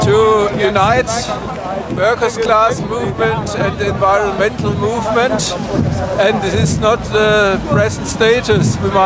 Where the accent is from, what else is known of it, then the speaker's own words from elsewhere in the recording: Germany; English is a second language; I am from Germany.